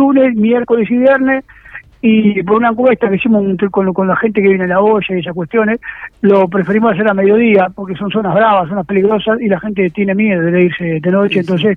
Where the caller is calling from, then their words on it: Montevideo, Uruguay; Bien, somos de La Tablada.